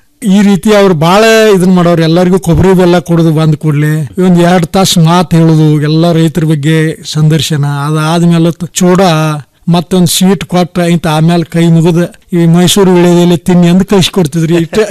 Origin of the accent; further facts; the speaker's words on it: Hidkal, Karnataka, India; ನಮ್ದು ಬೆಳಗಾಂ ಜಿಲ್ಲೆ ರಾಯಬಾಗ ತಾಲೂಕು ಹಿಡಕಲ್ ಗ್ರಾಮ, ಹಿಡಕಲ್ ಬಸ್ ಸ್ಟ್ಯಾಂಡ್ ಸಮೀಪದಾಗ ನಮ್ದು ತೋಟ ಐತಿ.